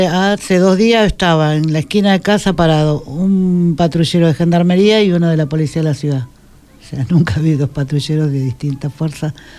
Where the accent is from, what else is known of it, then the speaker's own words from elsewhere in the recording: Buenos Aires, Argentina; Yo tengo 56 años y me crié en Ciudad Oculta.